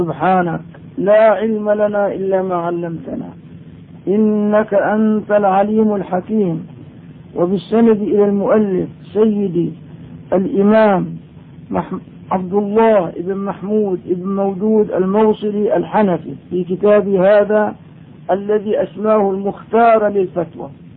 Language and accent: Arabic; Damascus, Damascus Governorate, Syria; اما الان عندنا في دمشق ما شاء الله صار البناء مفخرة،